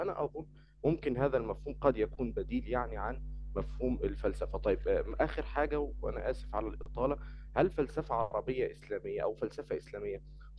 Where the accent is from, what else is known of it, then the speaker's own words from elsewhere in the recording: Egypt; من مصر وطالب في أو يعني اتخرجت من كلية اقتصاد وعلوم سياسية جامعة القاهرة.